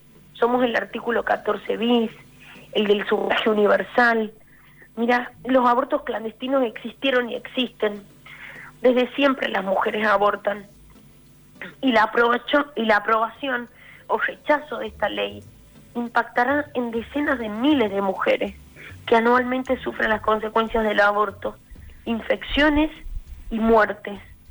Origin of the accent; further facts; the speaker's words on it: Santiago del Estero, Argentina; Mira, yo soy de Santiago del Estero.